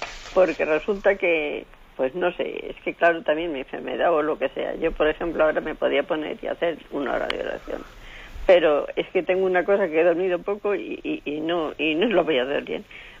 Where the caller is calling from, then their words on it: Madrid, Community of Madrid, Spain; soy aquí de Madrid.